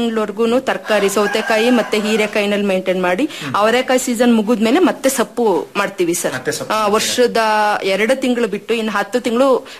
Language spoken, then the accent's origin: Kannada; Marulanahalli, Karnataka, India; ನಾನು ಮರುಳನಹಳ್ಳಿ ಕಡೂರು ತಾಲೂಕಿಂದ ಬಂದಿದ್ದೇನೆ.